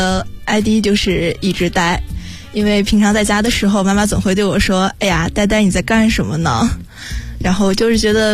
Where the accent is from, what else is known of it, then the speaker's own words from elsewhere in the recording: Nanyang, Henan, China; 我来自河南南阳，然后目前就读于北京培理职业学院。